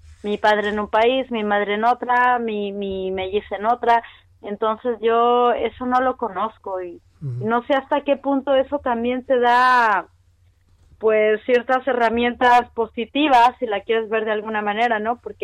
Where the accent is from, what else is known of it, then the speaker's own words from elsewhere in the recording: Chile; also born or lived in Mexico; Nacimos en México, yo tengo una hermana melliza y luego nos fuimos con mi mamá y mi papá y mi hermana melliza, nos fuimos a Chile y luego en Chile mis papás se separaron